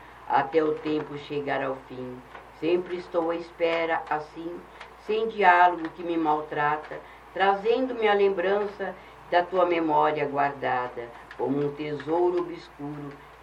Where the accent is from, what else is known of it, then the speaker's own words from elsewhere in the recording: Novo Horizonte, Mato Grosso, Brazil; Aposentei, voltei para o estado do Mato Grosso, para a minha cidade natal, que é Novo Horizonte.